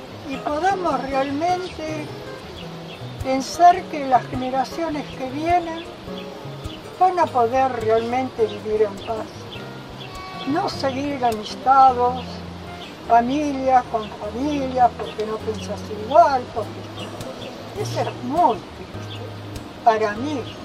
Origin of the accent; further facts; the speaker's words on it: Argentina; Somos argentinos, no somos enemigos